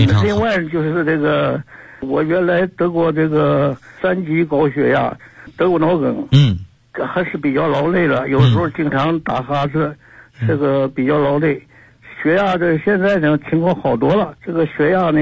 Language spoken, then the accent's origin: Chinese; Nanjing, Jiangsu, China; 我是南京的学员。今年84岁了。